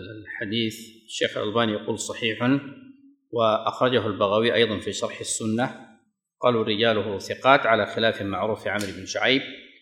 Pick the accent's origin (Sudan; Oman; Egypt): Sudan; هذا كان يقال عندنا في السودان